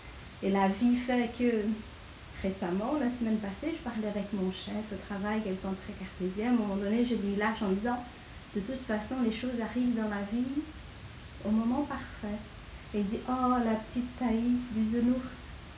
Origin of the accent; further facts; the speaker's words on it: Brazil; J'ai grandi au Brésil. Au Brésil étant un pays très raciste